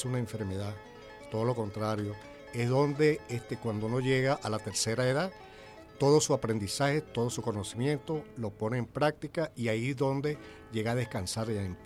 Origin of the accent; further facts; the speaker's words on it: Venezuela; en este caso nosotros como latinoamericanos, el amor que tenemos nosotros hacia nuestro país, hacia nuestra Venezuela